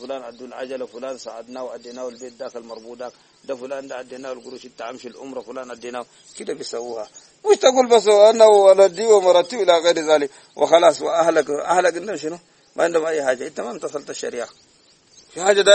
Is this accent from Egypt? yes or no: no; Sudan; دي أحسن تبايع موجود عندنا في السودان